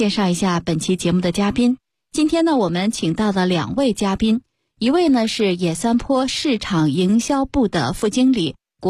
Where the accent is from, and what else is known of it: Beijing, China